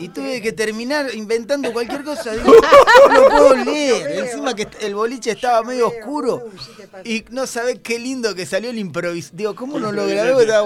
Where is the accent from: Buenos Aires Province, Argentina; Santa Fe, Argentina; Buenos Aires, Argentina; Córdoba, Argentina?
Santa Fe, Argentina; Armstrong; vez lo estaba presentando en mi pueblo, en Armstrong